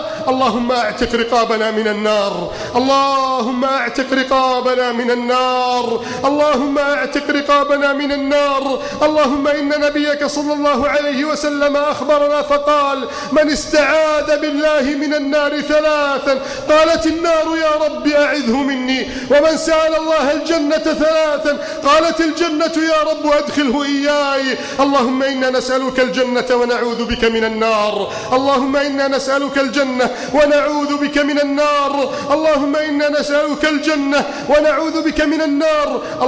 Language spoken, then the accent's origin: Arabic; Egypt; اللهم إنا نسألك أن تحفظ بلدنا مصر من كيد الكائدين